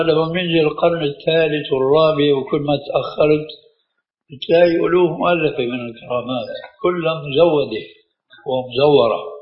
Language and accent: Arabic; Syria; أهلا وسهلا ومرحبا من الكلام هذا المعروف عندنا بالشام